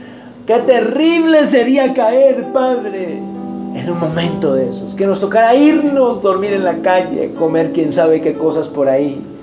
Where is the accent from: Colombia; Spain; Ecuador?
Colombia; Como colombianos, como cristianos, vamos a tomarnos de nuestras manos.